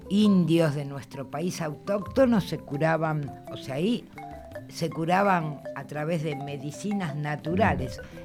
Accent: Argentina; Soy argentina, pero no, el mate no.

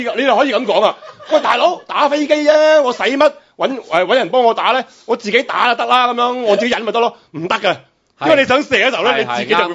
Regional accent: China; 以我哋中国人嚟讲，最叻系咩啊？

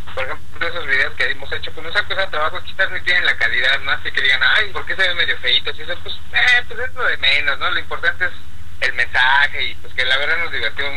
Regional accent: Mexico; La verdad es que así somos los mexicanos, ¿no?

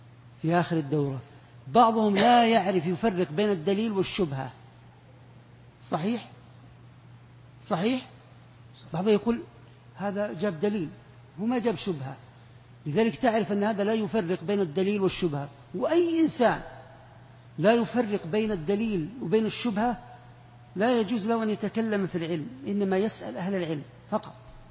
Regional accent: Saudi Arabia; احنا ما عندنا في السعودية فيه

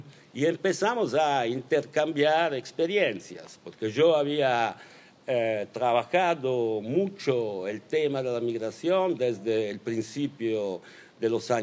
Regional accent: Genoa, Liguria, Italy; Spanish is a second language; Yo crecí, estudié, hice política en Génova en los años 80 y la ciudad, para mí, para nosotras, era una ciudad blanca.

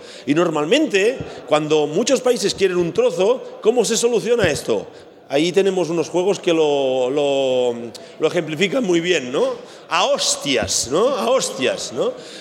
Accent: Catalonia, Spain; Ey, que yo soy catalán, me tienes que ajustar un poco el precio

